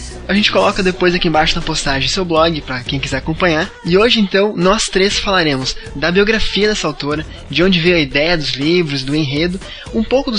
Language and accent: Portuguese; Curitiba, Paraná, Brazil; Isso, de Curitiba.